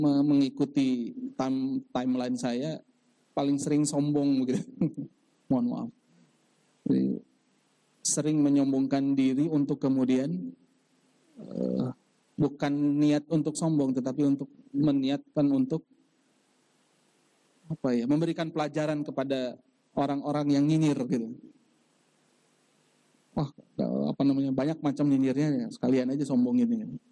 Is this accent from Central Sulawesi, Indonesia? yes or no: no; Bandung, West Java, Indonesia; born there; now in Timika, Indonesia; lahir di Bandung. Saat ini tinggal di Timika.